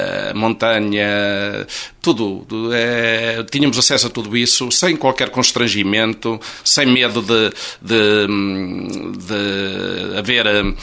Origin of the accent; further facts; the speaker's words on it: Caldas de São Paulo, Coimbra, Portugal; born there; Eu nasci em Caldas de São Paulo, em casa.